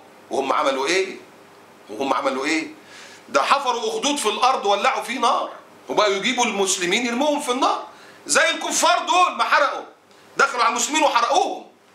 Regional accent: Egypt; وفي دماءنا كمصريين

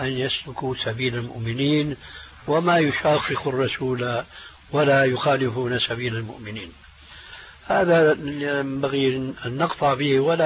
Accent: Syria; بلدي يعني سوريا

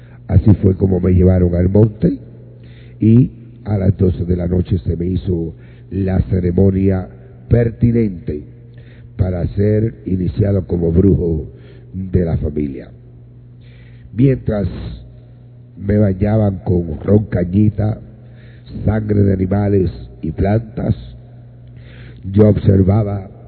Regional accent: Añasco, Puerto Rico; en el barrio Ovejas de Añasco, de donde yo soy natural, donde nació mi madre, a las orillas del río Grande de Añasco, frente al monte de los ríos.

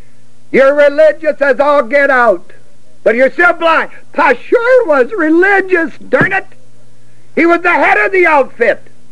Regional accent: United States; I'm still an American.

